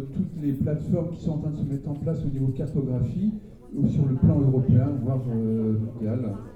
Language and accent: French; Auvergne-Rhône-Alpes, France; je viens de la région du Grand Genève, mais pour autant, enfin, transfrontalier, je répète, du côté français.